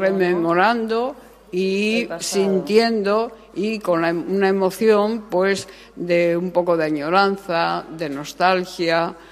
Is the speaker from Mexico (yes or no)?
no; Asturias, Spain; cuidemos Asturias, que esta es nuestra tierra, es maravillosa y es guapísima. Bueno, yo soy una forofa de Asturias impresionante